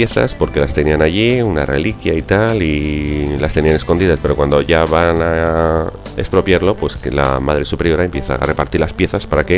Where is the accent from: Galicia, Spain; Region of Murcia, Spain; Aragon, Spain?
Aragon, Spain; Huesca; yo soy de Huesca y precisamente estamos pues frontera con frontera. Puedes ir a tomarte un café de donde yo nací, donde yo me crié